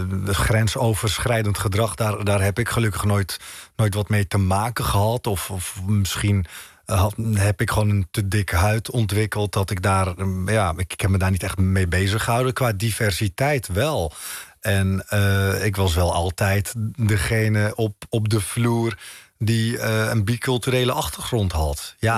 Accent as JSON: {"language": "Dutch", "country": "Netherlands", "tie": "born there", "said": "In Marokko voel ik me thuis. Maar hier in Nederland, waar ik geboren ben, voel ik me natuurlijk ook thuis."}